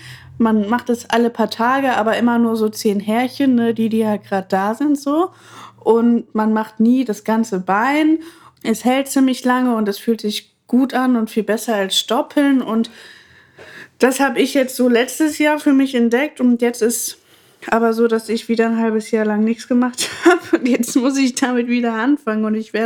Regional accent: Bremen, Germany; Mal kurzer Exkurs in meine Kindheit auf dem Bremer Freimarkt. Ich habe das noch so doll vor mir.

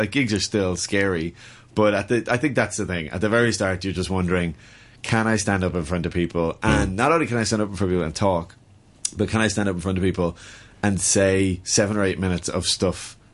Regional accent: Ireland; the problem is, as an Irish comic, is we're all known as story comics.

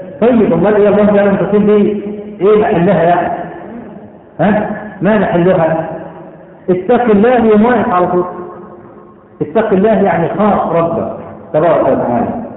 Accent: Cairo, Cairo Governorate, Egypt; بقى لها كم سنة عندنا في القاهرة والمدن الكبرى

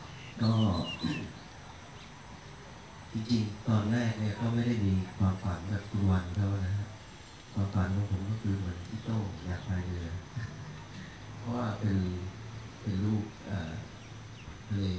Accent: Nakhon Si Thammarat, Thailand; now in Chiang Muan, Thailand; ผมเป็นคนใต้นะขับรถใต้ทะเบียนเชียงใหม่นะชื่อในทะเบียนบ้านอยู่นครศรีธรรมราชนะแต่ว่าเรารู้สึกว่าแผ่นดินนี้มันตรงไหนก็ได้เราจะไปอยู่ก็บ้านผมอยู่ที่อำเภอเชียงม่วนนะ

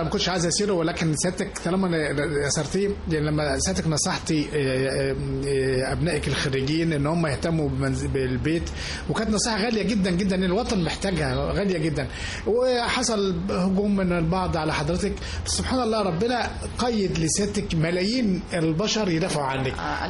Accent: Egypt; ما يقلقنا كمواطن مصري فعلا اللي بيحصل ده يا فندم

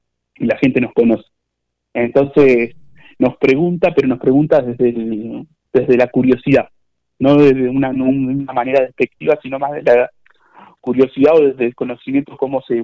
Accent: Tapalqué, Buenos Aires Province, Argentina; Somos todos jóvenes de Tapalqué

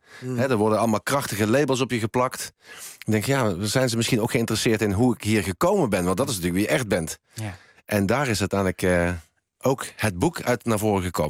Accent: Helmond, North Brabant, Netherlands; Ik heb een jeugd gehad in Helmond. In een heel eenvoudig arbeidersgezin opgegroeid.

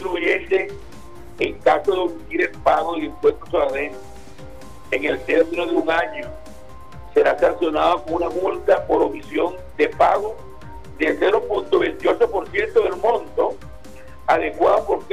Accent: Venezuela; el deber como venezolano

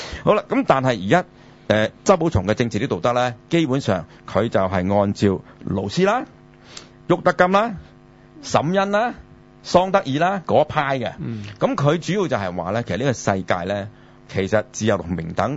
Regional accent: China; 但係你知我哋中國人咧就好怕單字嘅

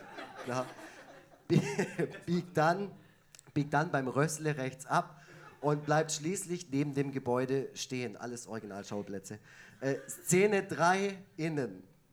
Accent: Effringen, Baden-Württemberg, Germany; ich komme ursprünglich aus dem Kaff neben Neubulach, Effringen.

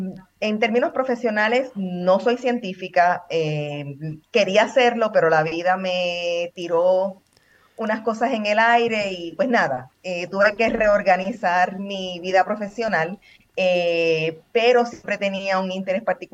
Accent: Puerto Rico; now in Portugal; El patio de mi casa, yo vivía en Puerto Rico. De hecho, yo soy de Puerto Rico.

